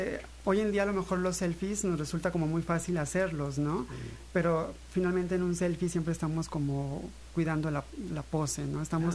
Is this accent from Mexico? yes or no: yes; Pánuco, Veracruz, Mexico; Justo Pánuco en el extremo norte, somos ya más tamaulipecos a veces, uh-huh, por esta relación geográfica, que veracruzanos inclusive